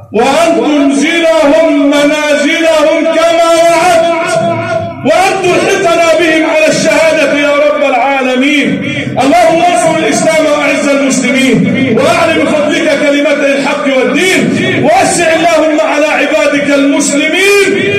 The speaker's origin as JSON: {"language": "Arabic", "country": "Egypt", "said": "اجعل بلدنا مصر أمنا أمانا، سخاء رخاء"}